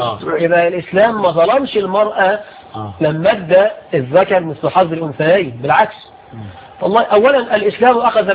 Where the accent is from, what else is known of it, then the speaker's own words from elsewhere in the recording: Egypt; بلدنا مصر